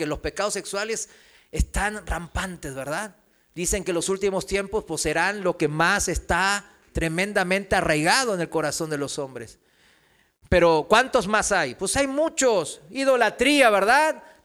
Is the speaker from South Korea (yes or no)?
yes; South Korea; Spanish is a second language; en mi país, en Corea